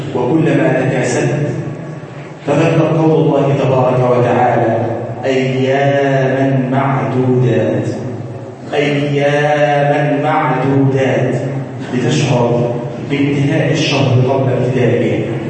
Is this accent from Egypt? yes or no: yes; Egypt; اللهم ارزقنا في بلادنا مصر الاهل والامان